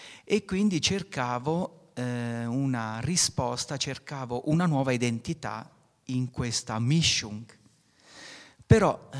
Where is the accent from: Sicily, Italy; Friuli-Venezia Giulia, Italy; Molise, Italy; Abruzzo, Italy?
Abruzzo, Italy; moved away as an adult; now in Alto Adige, Italy; sono abruzzese, sono qui da 22 anni.